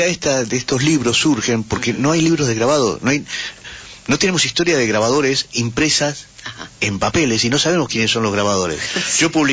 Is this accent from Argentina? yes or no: yes; Buenos Aires, Argentina; nosotros somos tipo de barrio, nosotros nos criamos en un barrio, nosotros somos de Versalles.